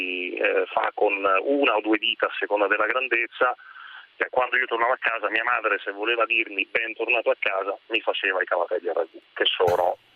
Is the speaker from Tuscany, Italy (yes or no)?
no; Campobasso, Molise, Italy; born there; sono nato a Campobasso.